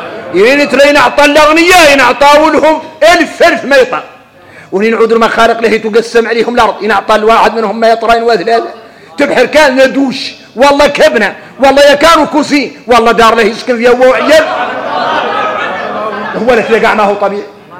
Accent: Mauritania; ولذلك ارك انت لو تخرصوا تفطروا ان احنا موريتاني لا يعملنا طيبين

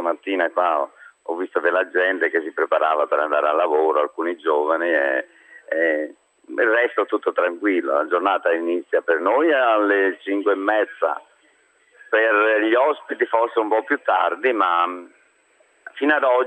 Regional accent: Trentino-Alto Adige, Italy; Noi veniamo dal Trentino

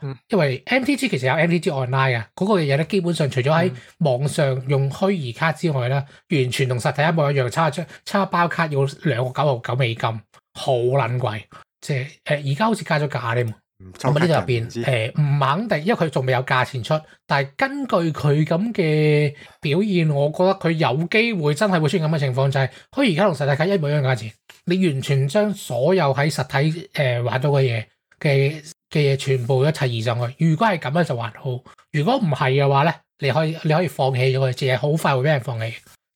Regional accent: Hong Kong; 咁我哋之前有位我哋香港人代表

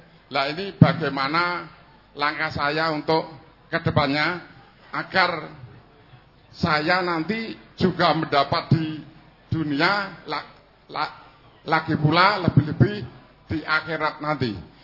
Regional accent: Karanganyar, Central Java, Indonesia; asal dari Kutorjo, Balong Jenawi Karanganyar.

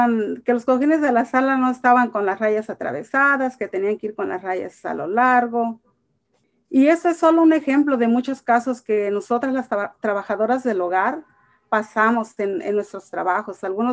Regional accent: Michoacán, Mexico; now in United States; soy de Michoacán y estoy casada y tengo dos hijos. Soy trabajadora del hogar ya por 32 años y agradecida con Dios por llegar a este país de Estados Unidos

